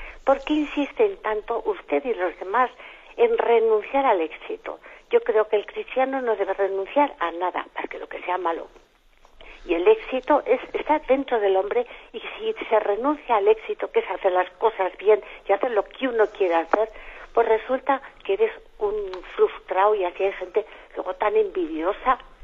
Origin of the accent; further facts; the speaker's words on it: Pamplona, Navarre, Spain; de Pamplona